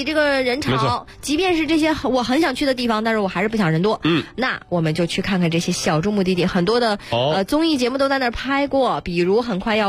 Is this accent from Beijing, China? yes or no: no; Heihe, Heilongjiang, China; 比我的家乡黑河还要小